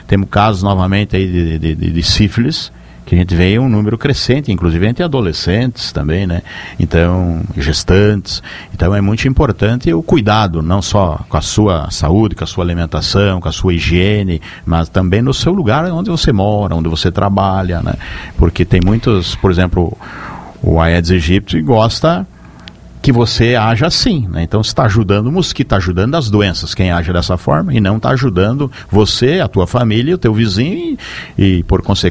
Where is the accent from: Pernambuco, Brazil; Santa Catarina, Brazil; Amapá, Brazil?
Santa Catarina, Brazil; Chapecó; eu sou de Chapecó